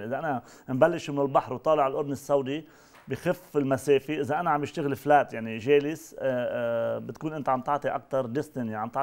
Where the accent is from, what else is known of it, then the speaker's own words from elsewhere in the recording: Mount Lebanon, Lebanon; accent: Lebanese; لسبب انه انا بلبنان مش لازم احمل تذكره، انا لبناني، لهجتي اللبنانيه ابن جبل ابن شبانيه، يعني بيفتخر انه انا اكون لبناني